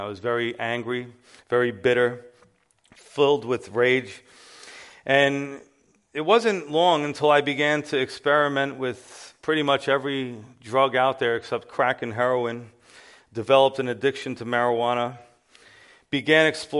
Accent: Yonkers, New York, United States; born there; And so I was born right here in Yonkers, New York, on October 13th, 1975.

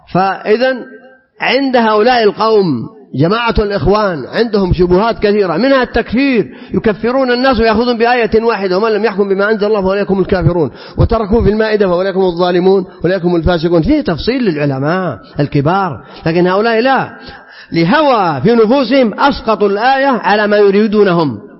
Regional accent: Saudi Arabia; احنا أمة سعودية مسلمة

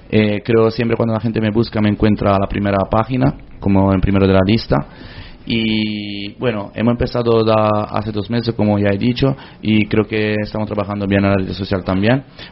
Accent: Italy; Spanish is a second language; soy italiano y quiero llevar mi radice siempre conmigo, porque es de donde nací.

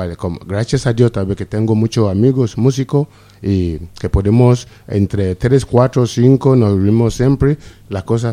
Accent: Nigeria; first language Yoruba; Spanish is a second language; Yoruba, mi idioma materna de Nigeria

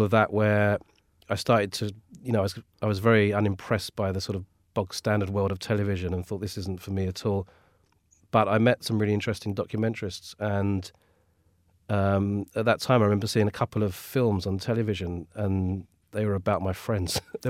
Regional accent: London, United Kingdom; I grew up in Redbridge, a kind of very dull suburban place, really. And then more recently, I've lived in Whitechapel for a bit, and now I'm in sort of West Hampstead, which is slightly alien to me, really, because it's not really my neck of the woods.

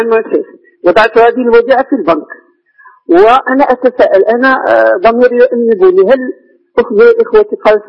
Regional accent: Morocco; انا ارمله من المغرب

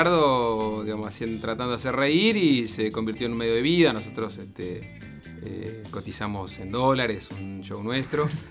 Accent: Saldungaray, Buenos Aires Province, Argentina; yo de muy chico con mis viejos en mi pueblo, Saldungaray.

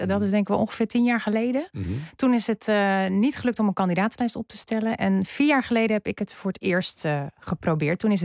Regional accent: Kortenhoef, North Holland, Netherlands; Ja, nou sterker nog, ik kom uit Kortehoef oorspronkelijk, geboren en getogen.

